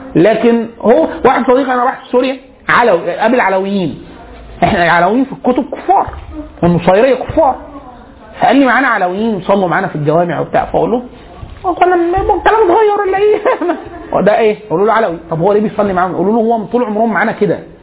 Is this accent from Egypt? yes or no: yes; Egypt; عندنا في مصر